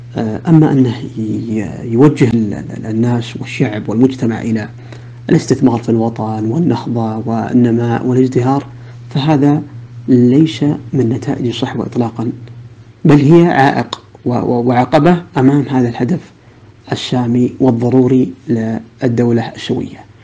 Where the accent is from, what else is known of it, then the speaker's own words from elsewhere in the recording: Saudi Arabia; وكلنا كسعوديين لنا الحق في الانتماء لها والولاء لقيادتها.